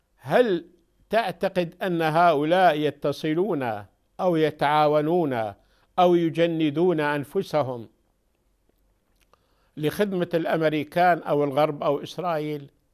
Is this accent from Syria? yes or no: yes; Syria; فأنا أرجو أن لا تسمع عن أحد عندنا في سوريا يطالب بمثل هذا